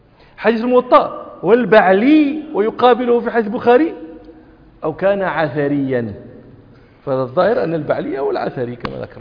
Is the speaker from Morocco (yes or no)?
yes; Morocco; وإذاك تمرون في في في في عندنا في المغرب